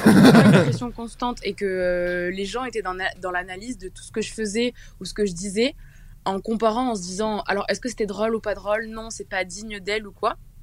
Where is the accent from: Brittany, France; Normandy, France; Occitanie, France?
Occitanie, France; Toulouse; j'ai 18 ans et je viens de Toulouse.